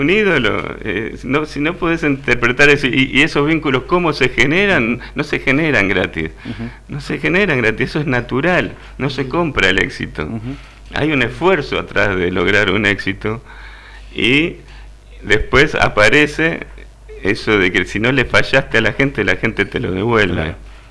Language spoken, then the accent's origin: Spanish; Argentina; Seríamos una potencia mundial nosotros, si sí, tomáramos sí. al país con la seriedad